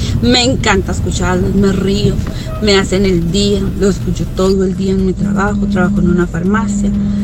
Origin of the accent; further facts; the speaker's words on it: Antioquia, Colombia; moved away; es mi tierra, mi Colombia, soy paisa y amo mi tierra. Lastimosamente tener que estar en otro país no es lo mejor